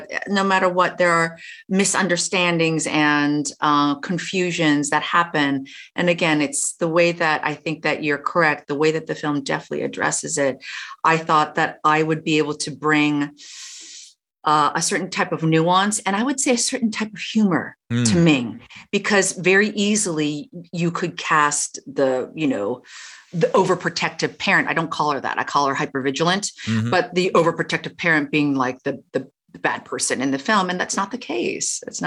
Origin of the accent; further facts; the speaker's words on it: Canada; I am also Canadian. And having lived in Toronto, I had a kind of connection, you know, wanting to represent Canada.